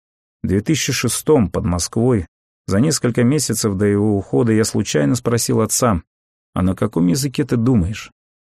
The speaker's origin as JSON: {"language": "Russian", "region": "Donbas", "country": "Ukraine", "tie": "born or raised there", "said": "Я сам из Донбасса, вырос там, считал Донецкую землю своей"}